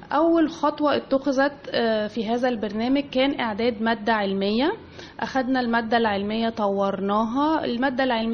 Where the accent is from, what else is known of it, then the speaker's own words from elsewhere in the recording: Egypt; احنا كمجتمع مصري وشرقي مش متعودين على الطلاق